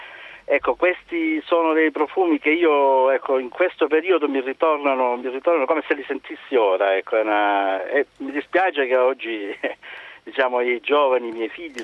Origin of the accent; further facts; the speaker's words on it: Calabria, Italy; now in Prato, Italy; vivo a Prato, ma sono originario della Calabria, quindi un vostro quasi conterraneo.